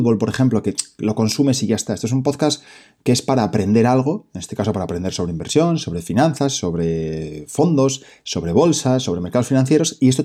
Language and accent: Spanish; Oviedo, Asturias, Spain; soy de Oviedo, soy de Asturias, soy asesor financiero independiente